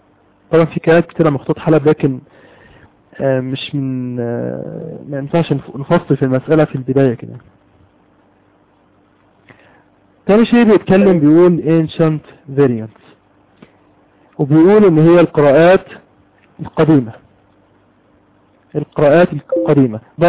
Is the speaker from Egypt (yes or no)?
yes; Egypt; عندنا في مصر كتب مجموعة من الناس